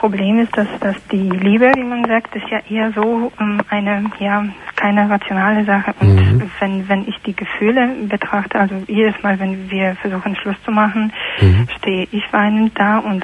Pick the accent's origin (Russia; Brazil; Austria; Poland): Poland; German is a second language; Aus Polen.